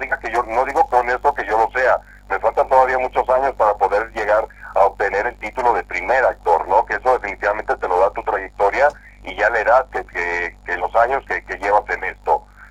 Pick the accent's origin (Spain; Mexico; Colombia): Mexico; Veracruz; moved away as an adult; yo soy del puerto de Veracruz, yo soy de costa, y me fui a la capital, al Distrito Federal, a estudiar la carrera de actuación.